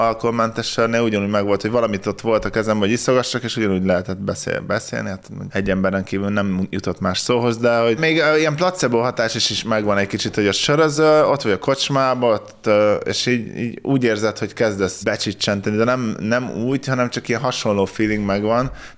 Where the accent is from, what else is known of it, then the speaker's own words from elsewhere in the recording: Tapolca, Veszprém County, Hungary; ilyen kicsit ilyen kézműves, ami tapolcai volt, szülőhazámé.